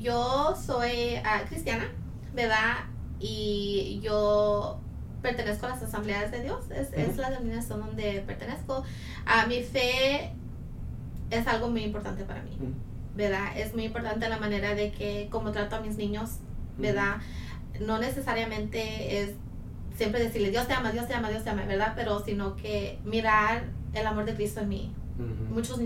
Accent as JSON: {"language": "Spanish", "town": "Tyler", "region": "Texas", "country": "United States", "said": "yo soy aquí de Tyler, mi familia es de México, mi familia es de Guerrero"}